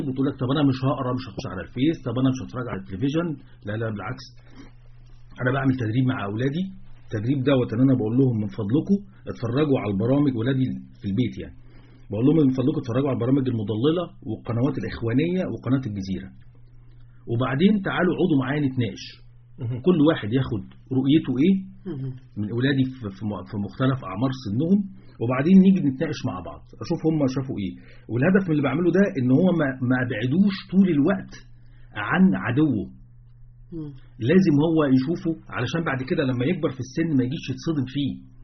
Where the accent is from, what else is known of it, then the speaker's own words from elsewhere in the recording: Egypt; وبعدين الامية عندنا في مصر ليست امية القراءة والكتابة.